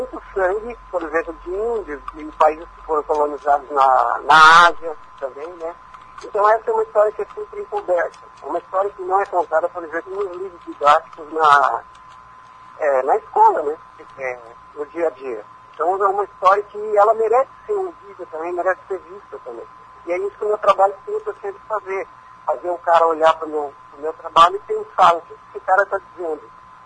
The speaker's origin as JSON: {"language": "Portuguese", "town": "Foz do Iguaçu", "region": "Paraná", "country": "Brazil", "said": "eu faço questão de dizer que eu sou de Foz do Iguaçu, né?"}